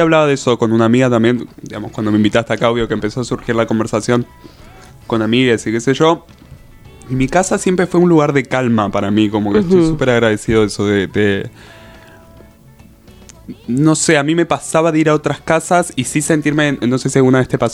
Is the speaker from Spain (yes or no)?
no; El Calafate, Santa Cruz, Argentina; Sí, yo soy de Santa Cruz, de Calafate, y mi casa de Calafate era muy linda